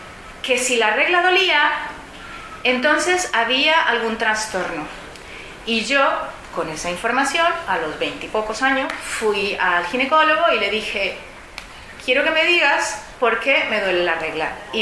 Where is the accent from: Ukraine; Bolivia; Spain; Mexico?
Mexico; yo soy mexicana y ahí existen las pastillas sin cólico